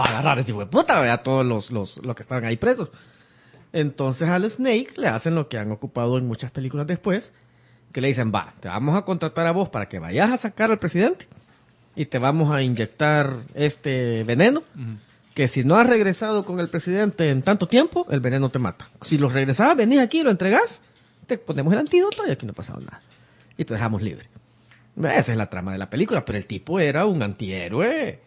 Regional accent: Acajutla, Sonsonate, El Salvador; born or raised there

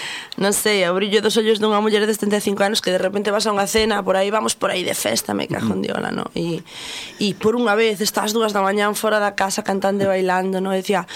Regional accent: Galicia, Spain; que é da miña terra, bergantiñano

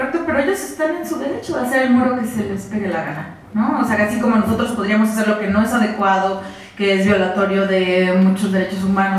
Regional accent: Mexico; que nosotros como mexicanos decimos tener

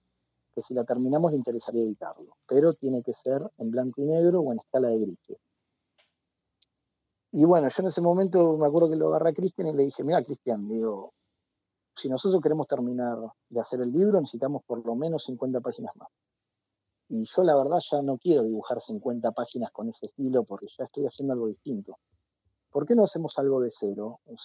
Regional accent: Mar del Plata, Buenos Aires Province, Argentina; born there; Yo nací acá en Mar del Plata en el año 88

